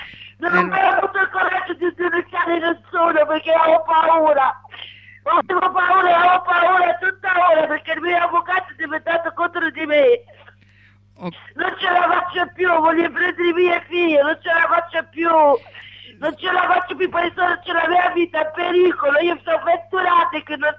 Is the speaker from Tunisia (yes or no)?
yes; Tunisia; moved away as an adult; now in Italy; 24 anni che sono scappata dalla Tunisia, non sono tornata.